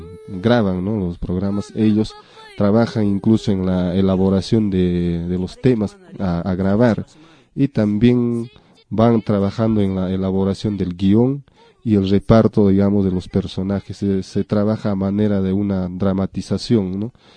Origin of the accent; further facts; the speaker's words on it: Peru; que nosotros mismos, siendo del lugar, siendo peruanos, hemos estado obviando y hemos estado dejando.